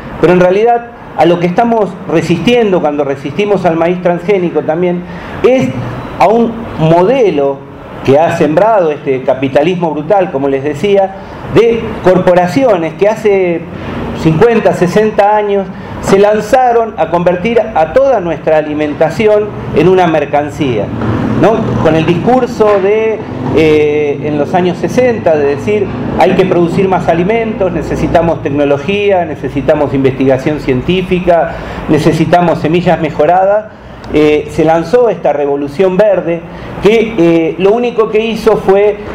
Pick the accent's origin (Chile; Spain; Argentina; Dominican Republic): Argentina; Marcos Paz, Buenos Aires Province; vengo de Marcos Paz, en la provincia de Buenos Aires, Argentina, en plena zona de cultivo de la soya